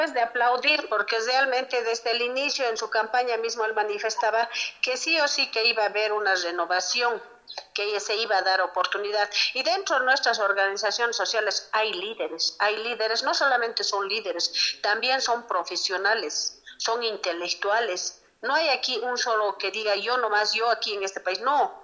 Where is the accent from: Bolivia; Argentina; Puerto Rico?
Bolivia; hoy en día como bolivianos somos dignos de vivir en otros países